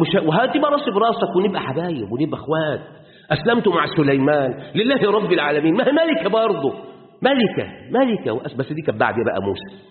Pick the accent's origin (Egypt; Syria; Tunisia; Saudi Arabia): Egypt; واحنا بالذات مصريين عندنا جميع ازواج النبات، ابل وبحر